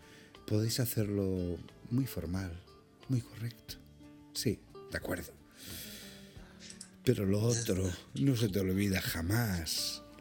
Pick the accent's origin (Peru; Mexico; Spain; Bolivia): Spain; Andalusia; como si hubiera tomado gazpacho, ya que soy andaluz, algo así.